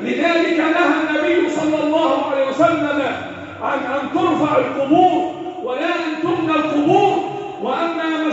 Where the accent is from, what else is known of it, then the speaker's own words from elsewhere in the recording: Egypt; اللهم احفظ بلدنا مصر وسائر بلاد المسلمين.